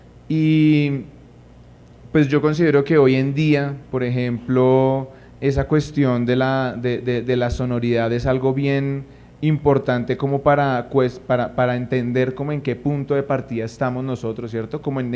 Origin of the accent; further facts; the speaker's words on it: Bogotá, Colombia; tenemos una raíz y tenemos una ancestralidad que permite sumar también al resto de lo que somos como comunidad bogotana